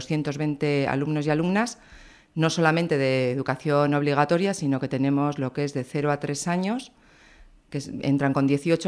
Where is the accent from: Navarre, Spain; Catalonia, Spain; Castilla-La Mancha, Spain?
Navarre, Spain; Berriozar; now in Tudela, Spain; soy de Berriozar, mi hija mayor también nació en Berriozar, llevamos 12 años en Tudela